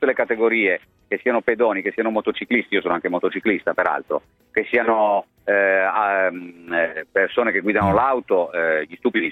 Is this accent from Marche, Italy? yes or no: no; Turin, Piedmont, Italy; da torinese che ha vissuto direttamente che cosa hanno significato le Olimpiadi per Torino